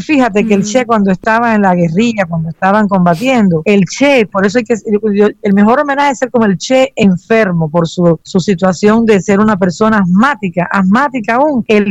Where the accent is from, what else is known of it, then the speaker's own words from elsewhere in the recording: Cuba; te lo digo yo que soy cubana y vivo aquí